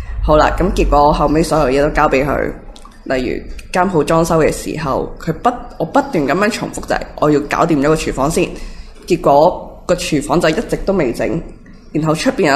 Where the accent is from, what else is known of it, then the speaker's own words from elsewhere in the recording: Hong Kong; now in Taiwan; 因为我会觉得我系香港嚟嘅，